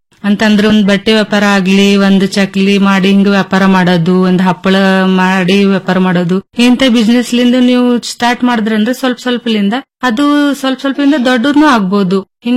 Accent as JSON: {"language": "Kannada", "town": "Ainapur", "region": "Karnataka", "country": "India", "said": "ನಾನು ಐನಾಪುರ ಗ್ರಾಮದಲ್ಲಿ ಡಿಜಿಟಲ್ ಸಖಿಯಾಗಿ ಕೆಲಸ ಮಾಡುತ್ತಿದ್ದೇನೆ. … ತಾಲೂಕಾ ಚಿಂಚೋಳಿ, ಜಿಲ್ಲಾ ಕಲಬುರಗಿ."}